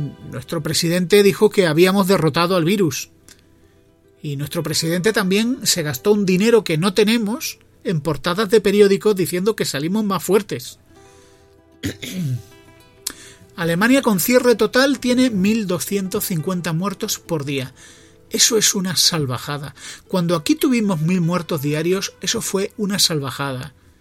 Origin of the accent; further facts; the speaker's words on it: Spain; ¿cuántos millones somos de españoles? ¿Cuarenta y tantos?